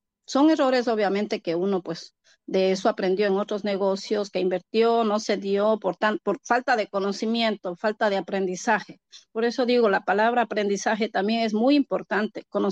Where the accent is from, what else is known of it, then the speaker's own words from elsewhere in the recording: Ecuador; now in New York, United States; yo como siempre he estado en la ciudad de Nueva York porque soy ecuatoriana y mi comunidad ecuatoriana, la mayoría está en Queens, Nueva York